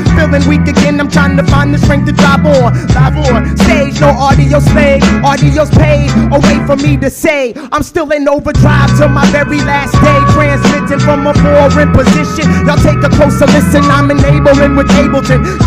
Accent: Fredericksburg, Virginia, United States; Once again … from Fredericksburg, Virginia.

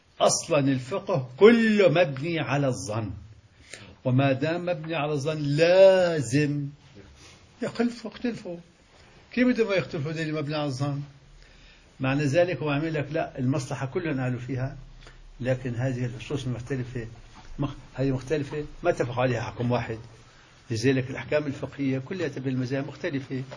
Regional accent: Syria; هذا مثل عندنا في الشام اسمه 10 بلدي

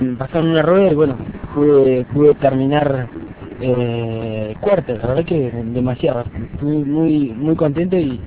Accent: General Roca, Río Negro, Argentina; cuando viajamos afuera de otro país y decimos que somos roquenses y somos argentinos

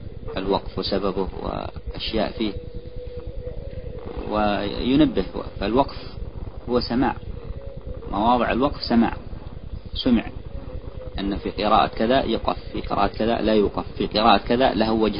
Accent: Yemen; صحيح، هذا عندنا في اليمن أو في من هو حولها

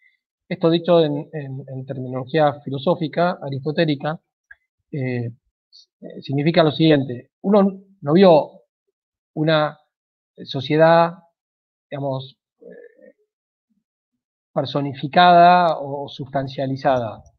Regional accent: Argentina; pero somos argentinos y en cuanto tal somos distintos a los norteamericanos

